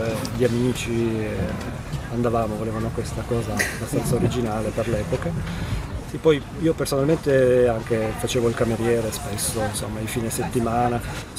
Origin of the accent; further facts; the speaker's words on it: Ventimiglia, Liguria, Italy; born there; also born or lived in France; Sono nato a Ventimiglia, figlio di emigranti da pugliesi, poi dopo un periodo lì tra Francia e Liguria sono tornato giù.